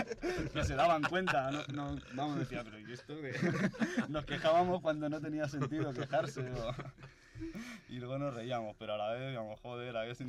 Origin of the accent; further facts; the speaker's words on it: Madrid, Community of Madrid, Spain; y luego nosotros, que somos de Madrid, salíamos por allí